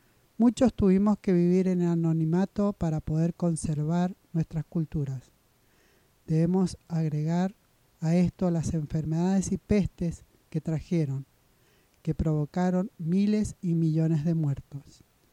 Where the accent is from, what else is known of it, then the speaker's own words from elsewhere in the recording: Argentina; nombramiento de los presidentes de las 11 comunidades huarpes de Huanacache, y representé a mi pueblo huarpe a nivel nacional e internacional junto